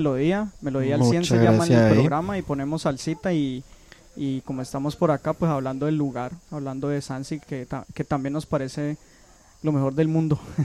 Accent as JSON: {"language": "Spanish", "town": "Cali", "region": "Valle del Cauca", "country": "Colombia", "said": "Nosotros somos de Cali, de aquí cerquita."}